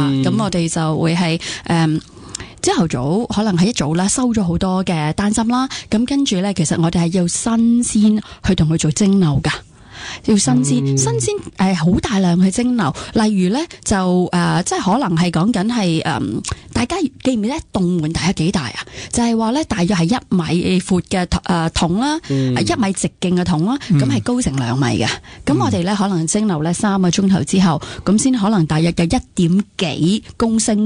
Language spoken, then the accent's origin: Cantonese; China; 我哋身为中国人咧，我哋用咁多中草药咧